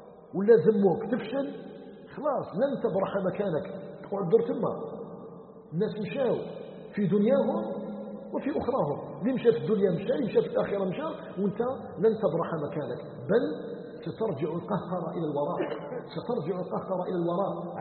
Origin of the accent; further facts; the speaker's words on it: Algeria; احنا عندنا في الجزائر